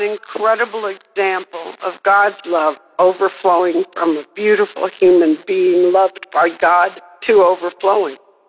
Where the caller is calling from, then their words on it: Raton, New Mexico, United States; from Raton, New Mexico, and I am calling with a praise report